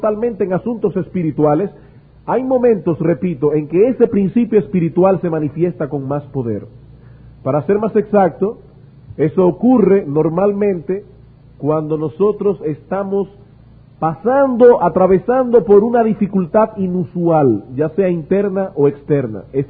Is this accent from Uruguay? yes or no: no; Dominican Republic; para el beneficio de todos nosotros como dominicanos